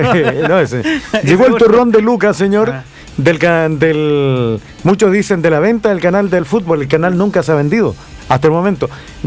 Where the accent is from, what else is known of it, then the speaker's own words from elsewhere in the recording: Puerto Montt, Los Lagos, Chile; Yo soy de acá de Puerto Montt, aquí y acá.